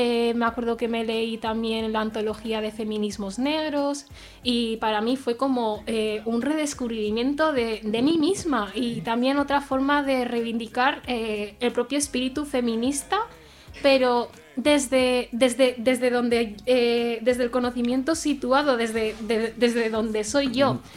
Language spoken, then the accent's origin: Spanish; Gambia; una asociación de mujeres gambianas de zona rural de mi país de origen